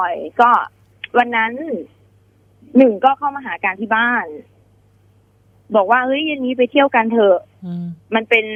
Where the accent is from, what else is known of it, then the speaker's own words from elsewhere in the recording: Ubon Ratchathani, Thailand; เป็นคนจังหวัดอุบลราชธานีค่ะ